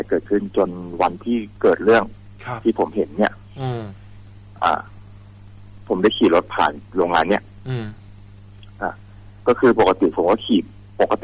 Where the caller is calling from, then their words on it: Samut Sakhon, Thailand; อยู่จังหวัดสมุทรสาครเนี่ยครับ